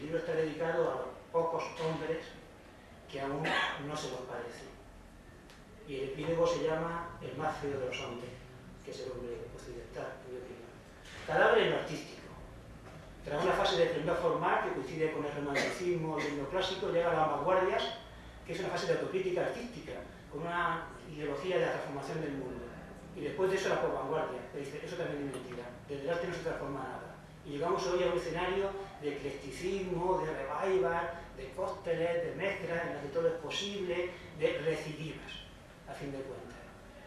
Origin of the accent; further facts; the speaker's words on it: Murcia, Region of Murcia, Spain; soy muy mal hablador, soy de Murcia, no vocalizo bien.